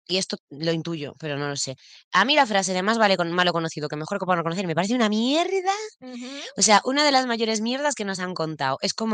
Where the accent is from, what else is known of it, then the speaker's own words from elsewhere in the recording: Galicia, Spain; Siempre digo que los gallegos somos como catalanes